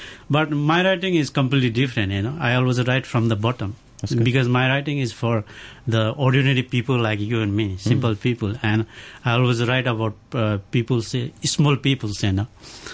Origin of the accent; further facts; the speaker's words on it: Pokhara, Gandaki Province, Nepal; It's Pokhara.